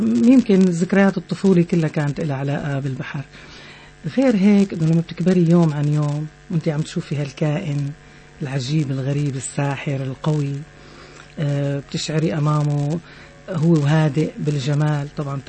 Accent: Tartus, Tartus Governorate, Syria; يمكن لانه انا خلقت بهاي المدينه

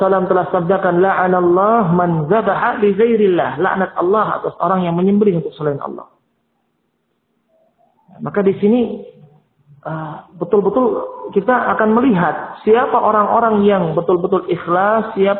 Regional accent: Purworejo, Central Java, Indonesia; kalau di kampung halaman saya dulunya di mana Purworejo sana

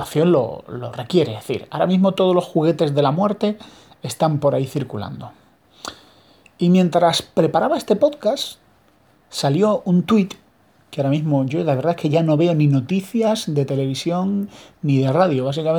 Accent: Spain

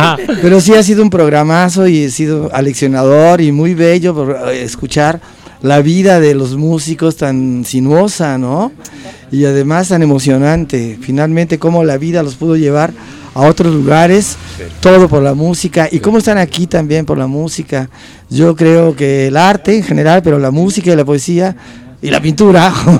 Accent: Veracruz, Mexico; also born or lived in Puebla; que medio soy de ahí y que luego cuando llegué a Guanatos venía de Puebla. Entonces ya me confundieron con poblano, pero soy veracruzano. Soy de cerca de la tierra de Domi.

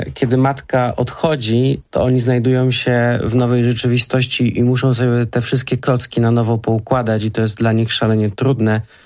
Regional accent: Kraków, Lesser Poland, Poland; Tak, pochodzimy z Krakowa.

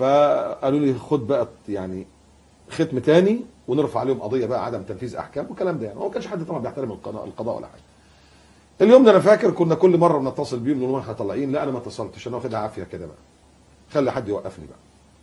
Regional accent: Egypt; moved away as an adult; يعني أنا مصري ومواليد مصر، وعشت في مصر وتربيت في مصر، وبعدين سبت مصر 2001، سبتها وما كنتش عارف ان انا مش هرجع.

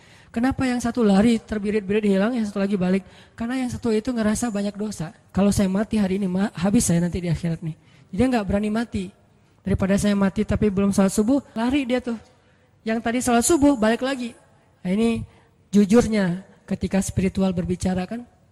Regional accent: Aceh, Indonesia; Dan keluarga saya juga ada yang kejadian pas tsunami dulu di Aceh, kan saya dari Aceh.

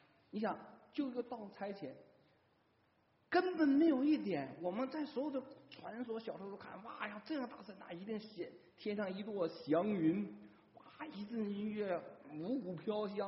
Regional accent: China; 对我这个作为中国人来讲，对我来讲一年最重要的节日是过年

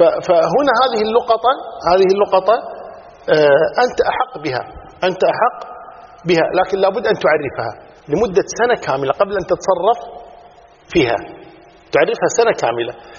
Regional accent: Kuwait; مثلا عندنا في الكويت

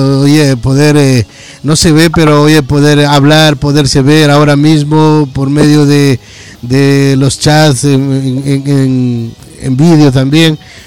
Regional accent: Ecuador; moved away as an adult; now in Madrid, Spain; yo también soy latinoamericano, soy ecuatoriano, radicado aquí ya para 25 años en Madrid.

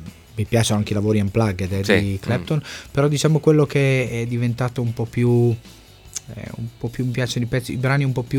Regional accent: Emilia-Romagna, Italy; poi insomma sono un emiliano

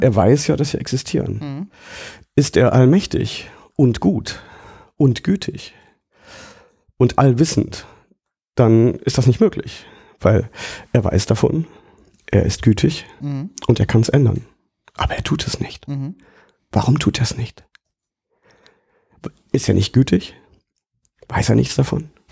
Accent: Baden-Württemberg, Germany; Ich komme ja aus dem Schwarzwald und landschaftlich ist das sehr schön, aber menschlich ist das unheimlich öd. Also gerade die Gegend, wo ich herkomme, die ist geprägt vom evangelischen Pietismus.

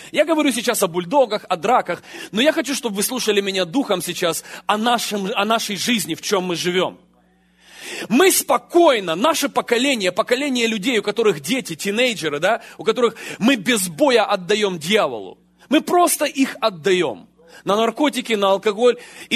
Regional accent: Ukraine; я рос на Украине на улице, а на улице жесткие законы.

